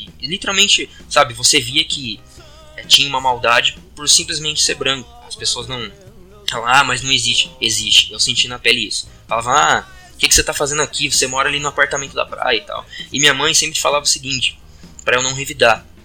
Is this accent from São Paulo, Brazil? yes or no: yes; Guarujá, São Paulo, Brazil; also born or lived in Campinas; eu nasci em Campinas, morei um tempo aqui e depois, não me lembro porque também era criança, nós mudamos para o Guarujá, interior de São Paulo, ali no litoral.